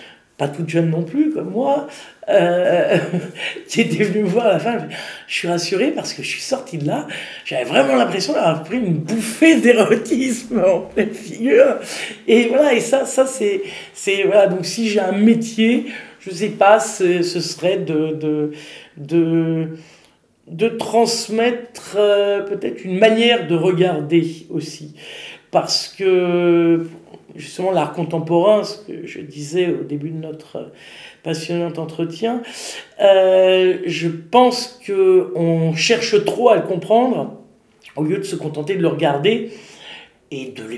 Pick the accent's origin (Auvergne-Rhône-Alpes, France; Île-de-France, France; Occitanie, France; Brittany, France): Île-de-France, France; Paris; parce que je suis parisienne et plus très jeune